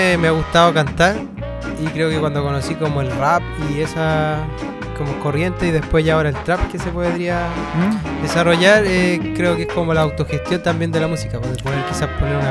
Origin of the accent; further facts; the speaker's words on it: Santiago, Santiago Metropolitan Region, Chile; Bueno, nací en Santiago también, entonces creo que esta cuenca es la que me mantiene y me ha mantenido todo el rato acá.